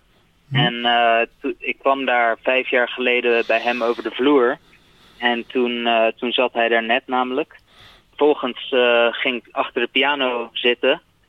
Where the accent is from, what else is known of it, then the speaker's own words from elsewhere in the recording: Rotterdam, South Holland, Netherlands; ik ben opgegroeid in Rotterdam, meer dan 20 jaar gewoond